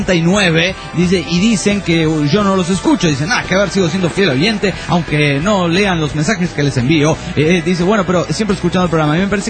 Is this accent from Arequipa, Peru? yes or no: yes; Arequipa, Peru; Hola, ¿qué tal? … de Arequipa.